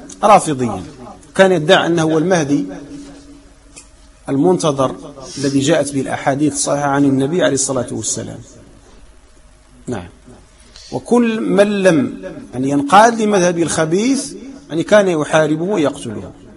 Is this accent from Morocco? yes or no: yes; Morocco; نحن مغاربة ونطلب بالرجوع إلى ما كان عليه المغاربة منذ الفتح